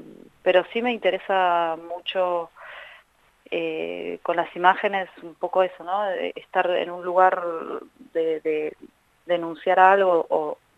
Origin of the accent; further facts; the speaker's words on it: Carapachay, Buenos Aires Province, Argentina; de Carapachay.